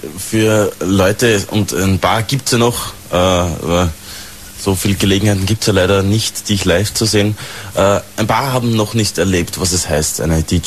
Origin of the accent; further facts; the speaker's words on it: Austria; Natürlich kennt man als Österreicher und als in Europa aufgewachsener Kultureller natürlich mehr die Strandgegenden